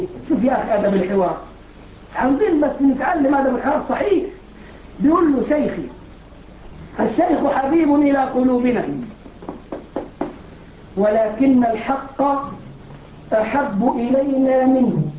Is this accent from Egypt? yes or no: yes; Egypt; اللي بيعملوا الموالد عندنا في مصر